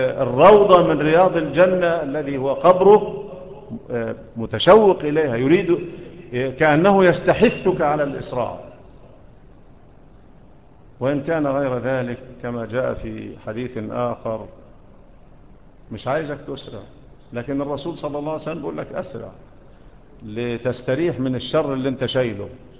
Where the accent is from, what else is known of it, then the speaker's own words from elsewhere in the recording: Egypt; ومنا احنا كمصريين ايه اللي بيعملوه ده؟